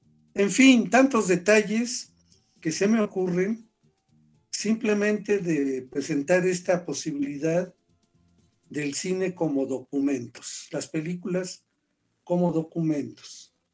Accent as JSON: {"language": "Spanish", "country": "Mexico", "said": "lo que es México y lo que somos los mexicanos"}